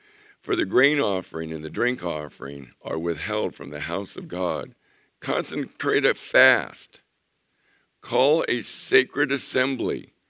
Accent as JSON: {"language": "English", "town": "Chula Vista", "region": "California", "country": "United States", "tie": "born or raised there", "said": "I remember growing up in Chula Vista. There were orchards, there were citrus trees by the tons"}